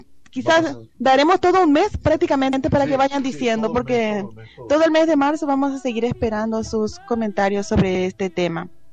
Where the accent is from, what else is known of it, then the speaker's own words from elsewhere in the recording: Paraguay; porque como nosotros somos paraguayos, pues queremos escuchar algo de Paraguay también